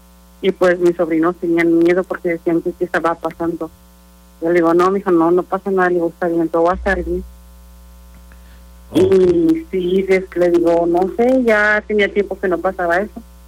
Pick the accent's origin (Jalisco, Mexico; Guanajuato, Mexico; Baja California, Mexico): Guanajuato, Mexico; San Miguel de Allende; now in United States; Sí, les estoy hablando de Texas. Yo en veces, bueno, yo también, yo soy de San Miguel de Allende.